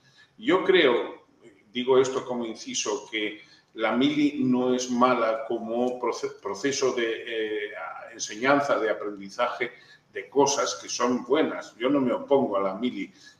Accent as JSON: {"language": "Spanish", "country": "Spain", "said": "Yo, como español, me niego a que me lleven al matadero"}